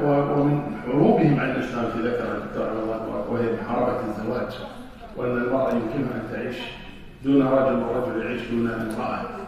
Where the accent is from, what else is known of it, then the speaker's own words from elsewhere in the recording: Kuwait; لكن الحمد لله عندنا في الكويت أمور مختلفة